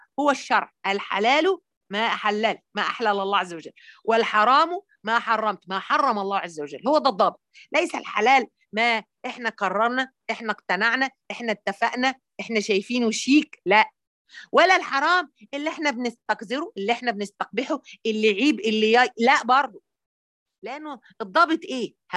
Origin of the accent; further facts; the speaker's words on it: Egypt; وبعدين أنا بقى مصرية أصيلة، فجوزها اتجوز عليه، كنا في السعودية